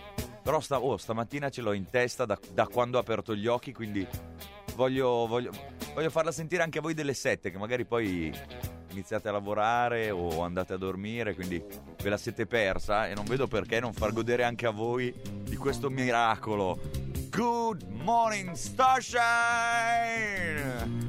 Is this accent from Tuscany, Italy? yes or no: no; Gallarate, Lombardy, Italy; A Gallarate, il mio paese, la mia città, non credo ci siano.